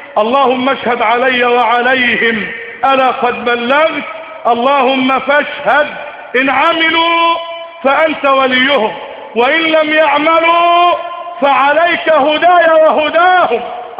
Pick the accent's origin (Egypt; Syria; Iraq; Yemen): Egypt; اللهم اجعل بلدنا مصر سقاء رخاء في سعة ورغد من العيش